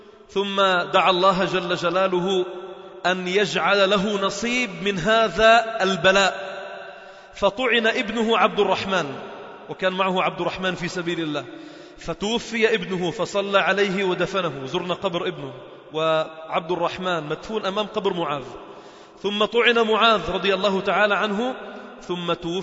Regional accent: Sidon, South Governorate, Lebanon; في منطقة شرحبيل عندنا في صيدا

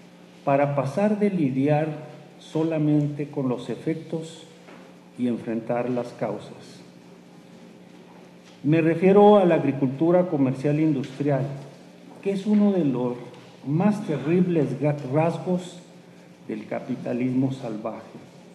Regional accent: New Mexico, United States; en la región de donde vengo, en el caso, por ejemplo, de la cosecha de chile de Nuevo México

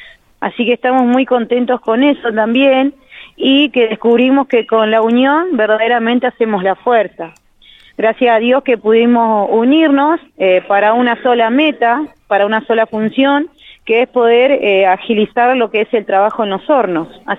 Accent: Toay, La Pampa, Argentina; Somos todos de Toay

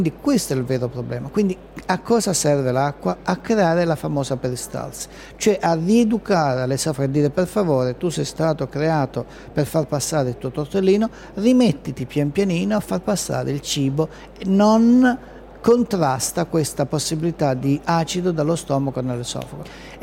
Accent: Bologna, Emilia-Romagna, Italy; io vengo da Bologna

